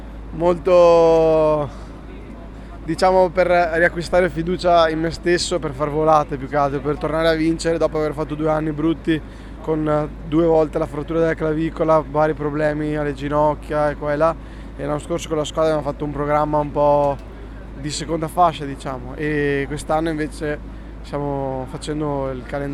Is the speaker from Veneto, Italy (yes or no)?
yes; Vallese, Veneto, Italy; Intanto io sono di Vallese.